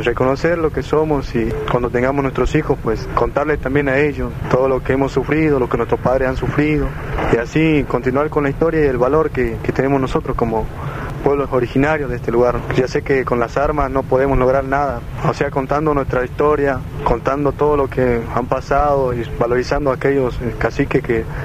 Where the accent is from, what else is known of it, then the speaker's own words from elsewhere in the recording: Misión Cherenta, Salta, Argentina; Yo soy de Misión Cherenta, también, que representa la etnia guaraní.